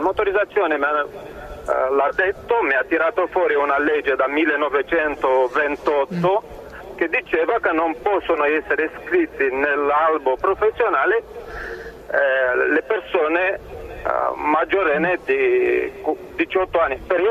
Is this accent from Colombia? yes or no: no; Romania; Italian is a second language; moved away as an adult; now in Italy; Allora, io ho lavorato, sono rumeno.